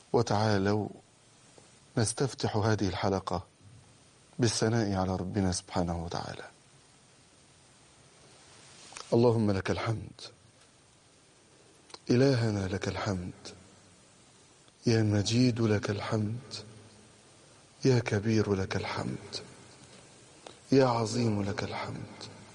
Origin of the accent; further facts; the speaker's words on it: Egypt; بقدر ما هزتني هذه الكلمات أن بلدنا مصر هي أكثر بلد في الدنيا فيها طلاق.